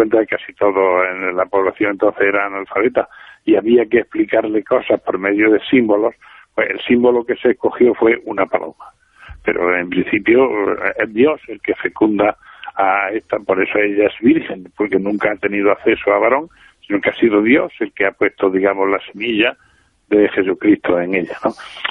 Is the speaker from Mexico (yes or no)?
no; Spain; Para nosotros que somos españoles